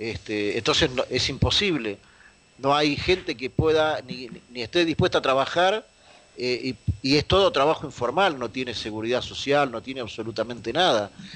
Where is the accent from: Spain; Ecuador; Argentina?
Argentina; cuando le decís que sos de Argentina